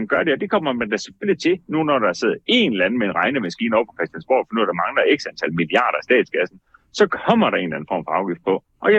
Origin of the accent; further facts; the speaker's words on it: Jutland, Denmark; accent: Jutlandic; her i Jylland, hvor jeg jo, det kan man nok høre på min dialekt for, hvor vi driver Hayan Cars ude fra en gård, som er ligger uden for Hjortshøj